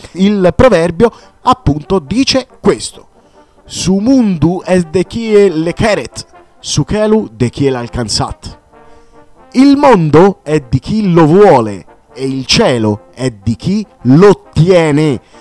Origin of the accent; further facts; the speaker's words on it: Sardinia, Italy; essendo sardo, quindi è un'isola è circondata dal mare